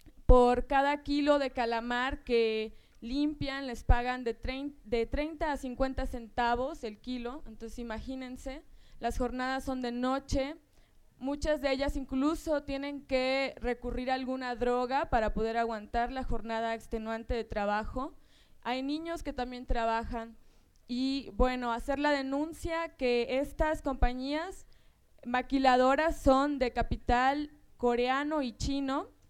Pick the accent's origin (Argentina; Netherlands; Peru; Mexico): Mexico; La Paz, Baja California Sur; yo soy miembro del Frente Zapatista Sudcaliforniano, soy de La Paz, Baja California